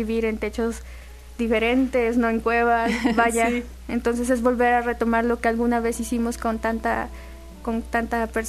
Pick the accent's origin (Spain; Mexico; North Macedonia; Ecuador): Mexico; Coatepec, Veracruz; Yo quiero concentrarme en ayudar a las personas de mi ciudad, de mi pueblo, de Coatepec.